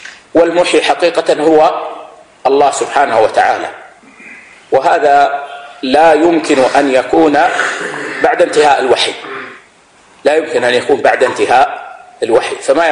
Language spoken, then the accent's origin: Arabic; Saudi Arabia; ووضعت الدولة صندوق لإبراء الذمة مثل ما عندنا في السعودية